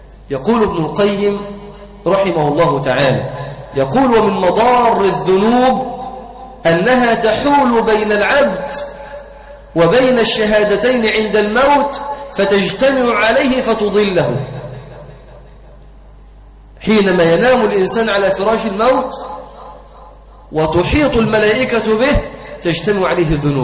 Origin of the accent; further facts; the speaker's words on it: Egypt; وفي بعض القرى عندنا في مصر